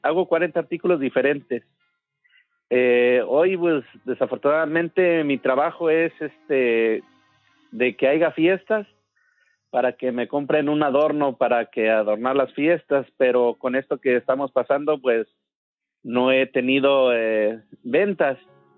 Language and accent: Spanish; Santa Ana, Hidalgo, Mexico; Yo soy del estado de Hidalgo, soy de un pueblo que se llama Santa Ana.